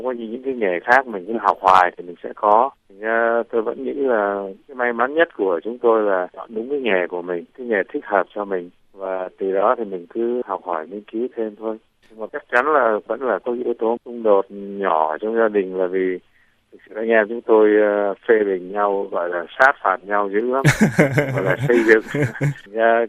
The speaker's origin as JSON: {"language": "Vietnamese", "town": "Da Lat", "region": "Lâm Đồng", "country": "Vietnam", "tie": "born there", "said": "lúc mà chúng tôi sinh ra ở thành phố Đà Lạt"}